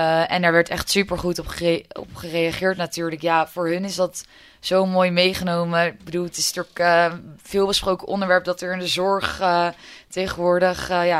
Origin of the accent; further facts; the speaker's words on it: Maassluis, South Holland, Netherlands; Ik kom zelf uit Maassluis. Daar ben ik opgegroeid. Mijn ouders wonen daar nog steeds samen met mijn tweelingbroer.